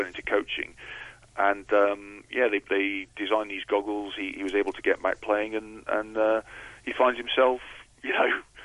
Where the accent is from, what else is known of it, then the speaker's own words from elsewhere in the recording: Scotland, United Kingdom; as a Scot